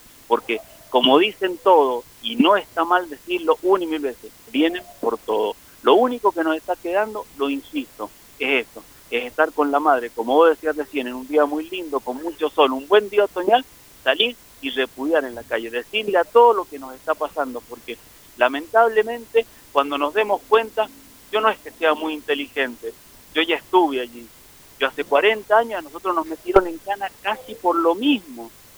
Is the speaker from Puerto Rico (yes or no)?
no; Argentina; now in Mendoza, Argentina; porque es necesario que como argentinos, no solo ya como militantes